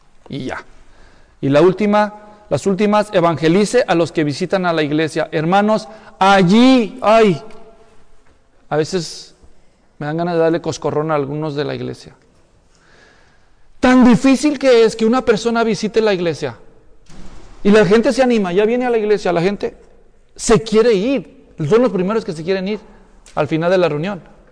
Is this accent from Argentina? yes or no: no; Ocotlán, Jalisco, Mexico; Si es de Ocotlán, de donde yo soy.